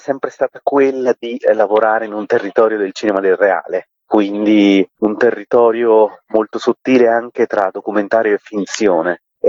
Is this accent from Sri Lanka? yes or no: yes; Sri Lanka; Italian is a second language; Io vengo dallo Sri Lanka, per me già la lingua italiana è una lingua che ho imparato